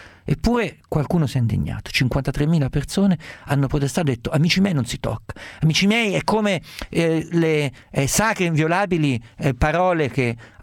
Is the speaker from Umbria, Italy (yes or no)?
yes; Perugia, Umbria, Italy; Io vengo da Perugia